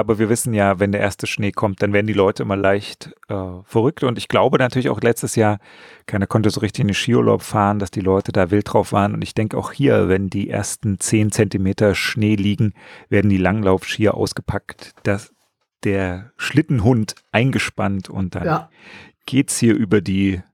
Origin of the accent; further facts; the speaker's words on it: Berlin, Germany; weil das kennt man ja als Berliner.